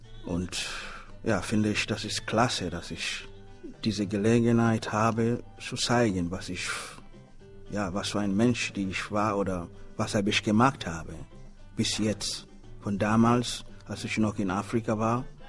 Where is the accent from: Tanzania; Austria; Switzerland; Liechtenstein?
Tanzania; German is a second language; now in Germany; obwohl ich in Deutschland lebe, aber in meinem Herz, ich trage Tansania immer noch. Das ist meine, ja, meine Heimat.